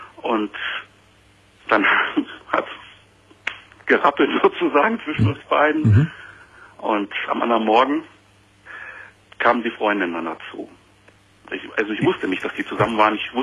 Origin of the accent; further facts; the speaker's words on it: Hesse, Germany; Ich komme aus der Nähe von Kassel, das ist ein kleiner Ort in Nordhessen.